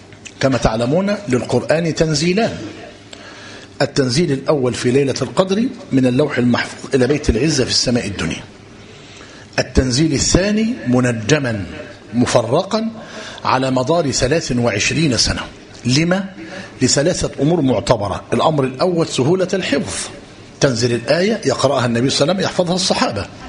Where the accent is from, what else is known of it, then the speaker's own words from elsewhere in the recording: Egypt; الإشكالية عندنا في مصر إيه؟